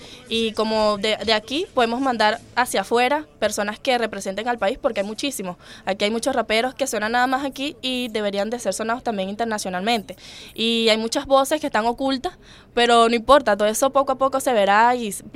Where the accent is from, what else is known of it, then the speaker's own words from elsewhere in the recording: Los Teques, Miranda, Venezuela; also born or lived in Vargas; De Los Teques. De Los Teques nací en Vargas, pero toda mi crianza fue en Los Teques.